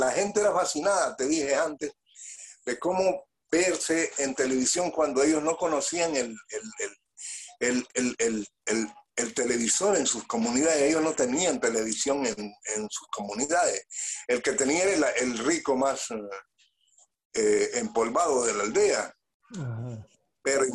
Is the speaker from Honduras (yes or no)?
yes; Choluteca, Honduras; born there; porque hay en Choluteca hace un calor tremendo, la gente se sintió muy bien en ese clima de mi ciudad natal.